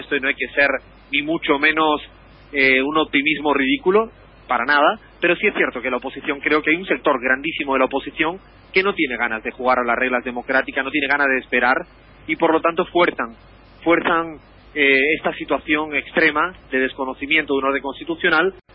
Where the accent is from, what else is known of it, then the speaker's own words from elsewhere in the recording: Spain; o yo que vengo de un país de España